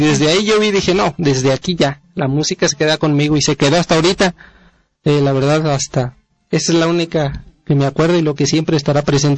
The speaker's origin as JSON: {"language": "Spanish", "town": "Zacatlán", "region": "Puebla", "country": "Mexico", "lives_now": "Pedro Escobedo, Mexico", "said": "Yo soy originario de Zacatlán, Puebla."}